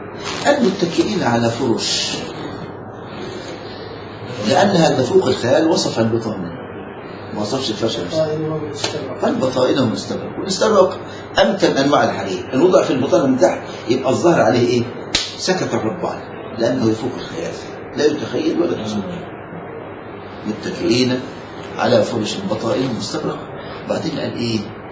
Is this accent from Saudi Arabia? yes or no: no; Egypt; بياخدوا جبال الرمان عندنا في مصر